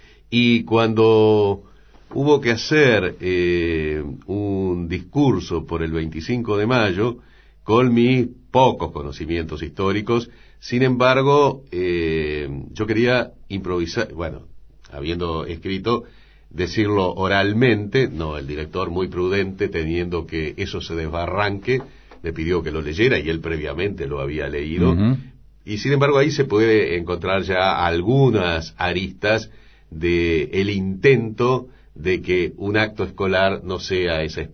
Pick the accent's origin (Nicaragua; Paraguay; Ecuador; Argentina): Argentina; San Salvador, Entre Ríos; also born or lived in Jubileo / Concordia; Yo nací en Jubileo, hice los primeros años de la escuela primaria en Jubileo, un pueblo prácticamente inexistente. Cuarto, quinto y sexto grado lo hice en San Salvador